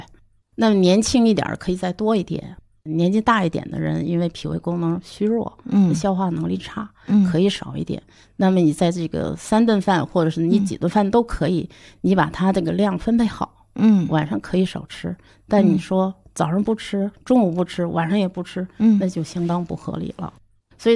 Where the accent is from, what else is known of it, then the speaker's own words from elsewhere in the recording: China; 但是不符合我们中国人的体质